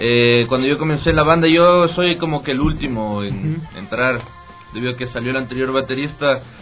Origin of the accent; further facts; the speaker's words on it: Quito, Pichincha, Ecuador; Claro, yo soy el quiteño de la banda.